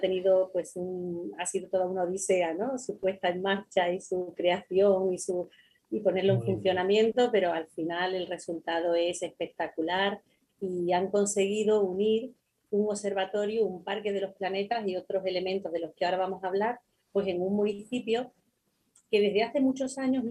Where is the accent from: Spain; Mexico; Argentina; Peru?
Spain; Chiclana de la Frontera, Andalusia; Hoy estoy en Chiclana, ¿eh? Estoy como en el cuartel general. Es de donde soy y hoy me encuentro en casa, en Chiclana, en casa.